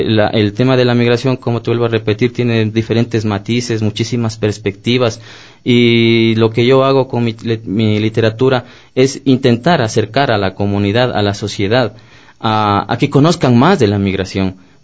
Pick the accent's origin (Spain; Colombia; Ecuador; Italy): Ecuador; moved away; podemos irnos y estar afuera 10, 15, 20, 25 años, pero no podemos perder la esencia. Somos ecuatorianos